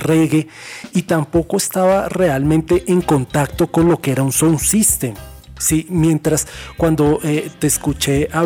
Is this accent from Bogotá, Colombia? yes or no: yes; Bogotá, Colombia; yo soy rolo, mi familia es de Santander, pero yo soy rolo